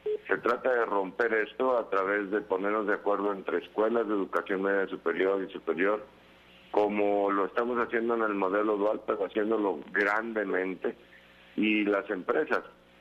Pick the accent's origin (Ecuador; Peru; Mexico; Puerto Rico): Mexico; nosotros de responder a esa unidad como mexicanos